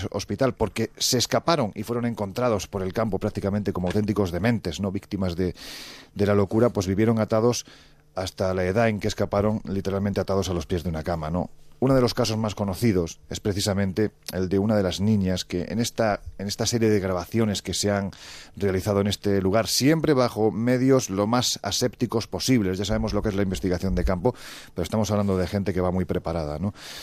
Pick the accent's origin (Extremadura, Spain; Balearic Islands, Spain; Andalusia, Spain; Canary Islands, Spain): Andalusia, Spain; Ya sé que soy andaluz sin gracia.